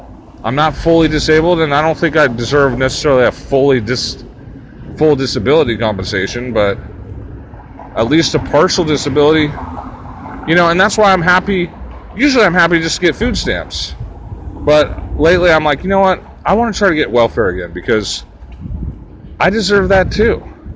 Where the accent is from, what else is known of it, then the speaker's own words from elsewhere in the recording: Santa Cruz, California, United States; or I'll just go home to my hometown, because I'm kind of missing Santa Cruz right now.